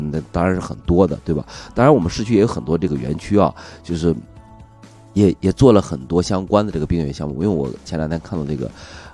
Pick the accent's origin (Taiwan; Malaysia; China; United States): China; Shanxi; 因为我是山西人，所以我才说这里边住的都是山西人。